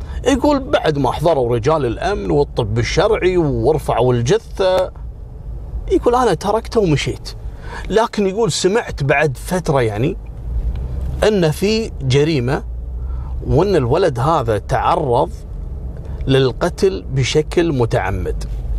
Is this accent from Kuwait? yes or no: yes; Kuwait; يعني من أنجح مدراء الفنادق في الثمانينات عندنا في الكويت